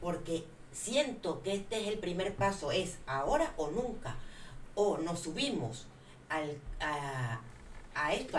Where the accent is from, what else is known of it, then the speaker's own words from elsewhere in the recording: Canary Islands, Spain; va a estar en mi pueblo, en Tenerife, llevando sol.